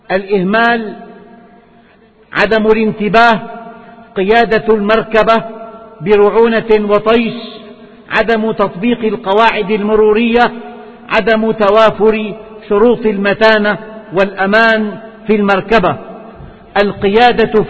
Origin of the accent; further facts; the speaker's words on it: Syria; أما في بلدنا سوريا فتشير التقارير